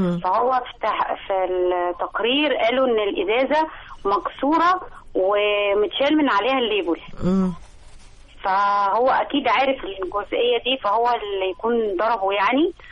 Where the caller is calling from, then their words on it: Alexandria, Alexandria Governorate, Egypt; من اسكندرية